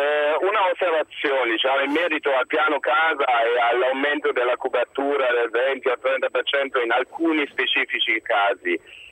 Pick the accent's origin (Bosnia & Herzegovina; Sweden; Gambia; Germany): Germany; Italian is a second language; now in Rome, Italy; Io sono tedesco, vivo in Italia da 12 anni, sono laureato in pianificazione territoriale in Germania